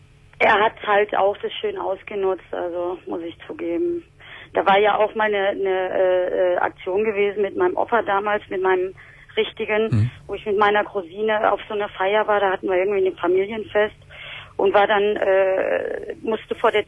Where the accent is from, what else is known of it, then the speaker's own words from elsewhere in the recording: Essen, North Rhine-Westphalia, Germany; Also ich komme ja aus Essen